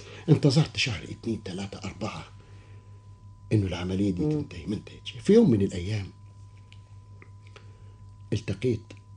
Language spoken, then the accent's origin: Arabic; Upper Egypt, Egypt; also born or lived in Alexandria; قلت والله انا اصلي انا راجل من الصعيد وعشت طول عمري وحتى وانا طالب في اسكندريه بتكلم اللهجه بتاعتي وما حاولتش اني انا اغيرها